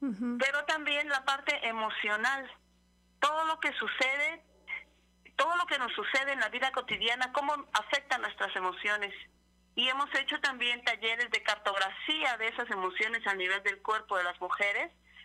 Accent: Ixhuatlán del Café, Veracruz, Mexico; Yo estoy ahorita en Izhuatlán del Café Veracruz, aquí entre Huatusco y Córdoba.

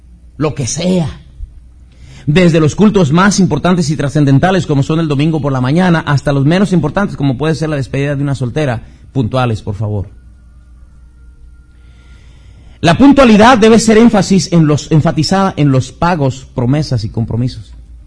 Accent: Mexico; Somos mexicanos por naturaleza, negligentes, apáticos.

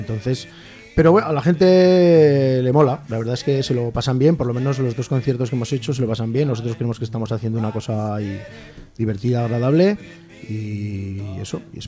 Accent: Aragon, Spain; nosotros no somos del espacio exterior, somos de la Ribera del Ebro

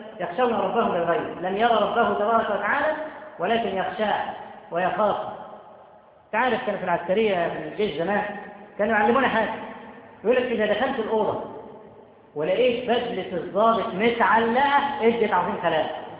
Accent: Cairo, Cairo Governorate, Egypt; بقى لها كم سنة عندنا في القاهرة والمدن الكبرى

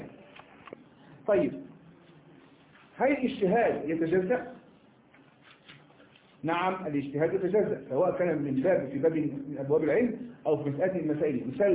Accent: Egypt; كما نكون إحنا مصريين

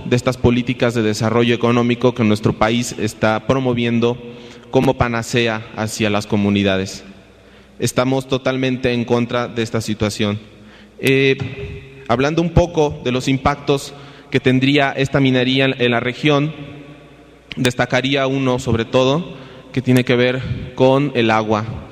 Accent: Veracruz, Mexico; nosotros somos veracruzanos y estamos preocupados por este proyecto minero

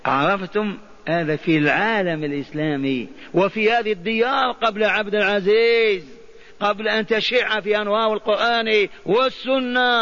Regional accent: Algeria; عندنا في الجزائر الجامع الكبير،

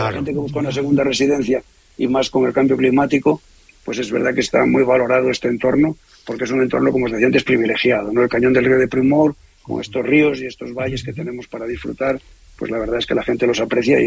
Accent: Galicia, Spain; now in El Bierzo, Spain; Yo también soy de origen gallego, aunque resido en el Bierzo, y me siento muy berciano, la verdad.

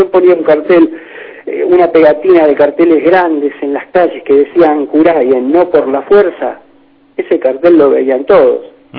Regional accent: Buenos Aires, Argentina; En Buenos Aires, porque soy de Buenos Aires, y en la Argentina, porque soy argentino

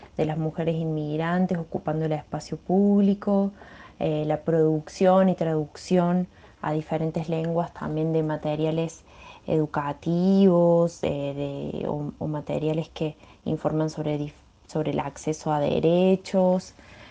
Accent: Argentina; now in São Paulo, Brazil; Soy inmigrante argentina en San Pablo, Brasil

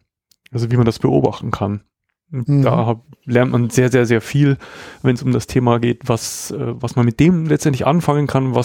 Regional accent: Passau, Bavaria, Germany; Also auch wenn man jetzt hier von Weitem wieder auf meine Heimatstadt zufährt, hier in Passau, sieht man auch schon diese Lichtkuppel

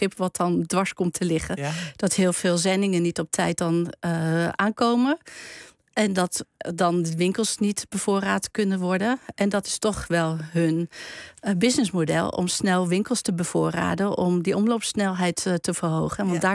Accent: eastern Netherlands, Netherlands; Ik kom uit het oosten van Nederland.

